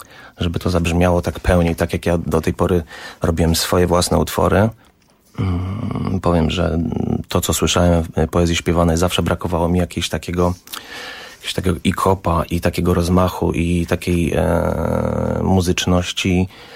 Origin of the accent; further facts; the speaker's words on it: Warsaw, Masovian Voivodeship, Poland; moved away; Wyjechałem, tak jak mówię, 16 lat temu i już od pierwszych miesięcy tęskniłem za Warszawą. Jestem z Warszawy przede wszystkim.